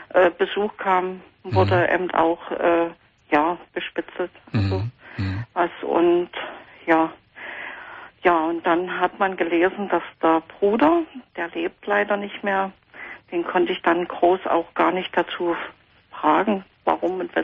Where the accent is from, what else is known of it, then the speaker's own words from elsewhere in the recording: East Germany, Germany; Also ich bin sozusagen in Westdeutschland geboren.